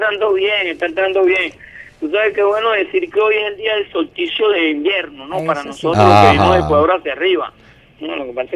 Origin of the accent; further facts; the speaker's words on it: Venezuela; para nosotros como pueblo venezolano.